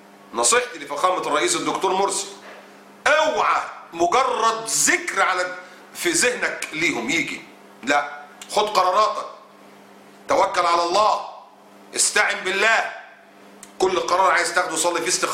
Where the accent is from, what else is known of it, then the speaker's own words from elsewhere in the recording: Egypt; طالع واحد رئيس الصليبيين هناك عندنا في مصر وبيقول بالنص كده